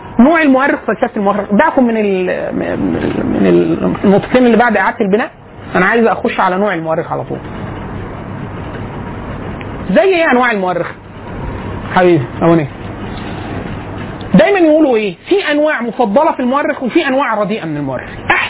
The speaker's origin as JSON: {"language": "Arabic", "country": "Egypt", "said": "قال لي انت منين؟ فقلت له انا من مصر."}